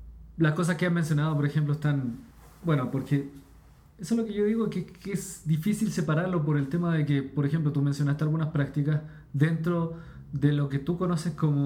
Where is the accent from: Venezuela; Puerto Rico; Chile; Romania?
Chile; Soy chileno, déjame hablar sin eso.